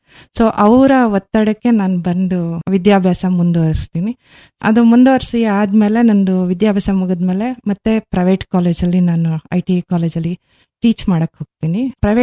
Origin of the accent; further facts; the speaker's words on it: Kontanmane, Karnataka, India; ನಾನು ಮೂಲತಃ ಮಲೆನಾಡಿನವಳು, ಸಕಲೇಶ್ಪುರ ತಾಲೂಕು ಹೆತ್ತೂರು ಹೋಬಳಿ ಅತ್ತಿ ಹೇಳಿ ಪಕ್ಕ ಒಂದು ಪುಟ್ಟ ಗ್ರಾಮ ಕೊಂತನ್ ಮನೆ ಅಂತಂದ್ಬಿಟ್ಟು. ಸೊ ಅಲ್ಲಿ ನನ್ನ 5ನೇ ತರಗತಿವರೆಗೆ ನಾನು ಅಲ್ಲಿ ಸರ್ಕಾರಿ ಶಾಲೆಯಲ್ಲಿ ವಿದ್ಯಾಭ್ಯಾಸ ಮಾಡ್ತಾ ಇದ್ದೆ.